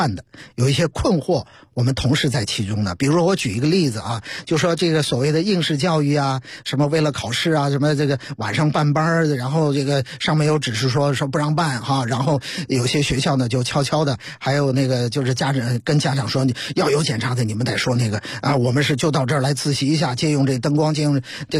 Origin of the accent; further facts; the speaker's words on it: China; 我们作为中国人带有中国人身上那些该有的东西